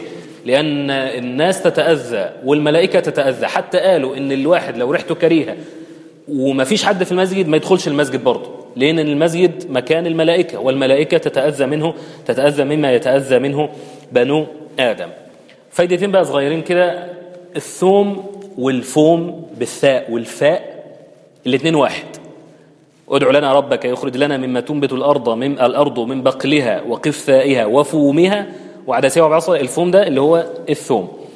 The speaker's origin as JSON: {"language": "Arabic", "country": "Egypt", "said": "احنا الدنيا عندنا في مصر او في اللهجة العامية متلخبطة خالص،"}